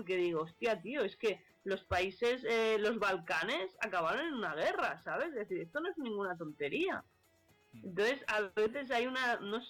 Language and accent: Spanish; Catalonia, Spain; Y a mí me da mucha pena, por ejemplo, mi tierra, ¿no?, Cataluña